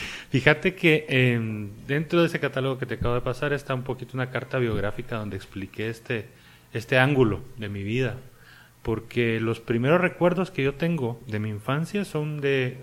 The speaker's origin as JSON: {"language": "Spanish", "country": "Guatemala", "also_born_or_lived": "Santiago, Chile", "moved": "as an adult", "said": "Yo me fui todos los 90s de Guatemala, estuve viviendo en Sudamérica."}